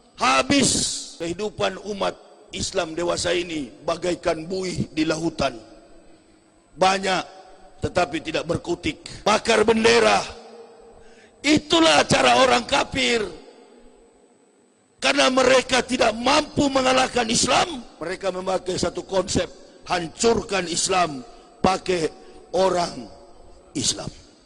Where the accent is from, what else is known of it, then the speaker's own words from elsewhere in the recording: Manado, North Sulawesi, Indonesia; Kampung saya di Manado